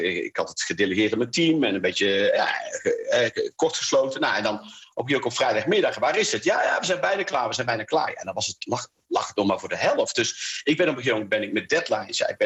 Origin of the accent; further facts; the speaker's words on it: North Brabant, Netherlands; Dus ik ben een Brabander, dat scheelt denk ik ook nog wel.